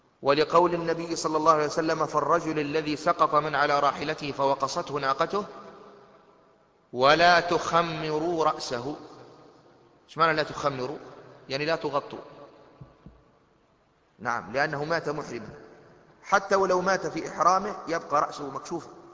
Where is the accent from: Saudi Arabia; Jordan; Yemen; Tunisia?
Tunisia; المظلة السعف هذه المظلة المعروفة عندنا في تونس